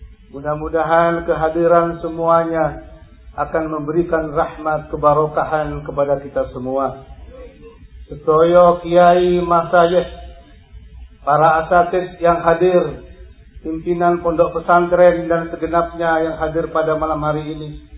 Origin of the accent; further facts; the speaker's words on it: Bangil, East Java, Indonesia; Hawa sejuk ini mencerminkan hati-hati kita orang Bangil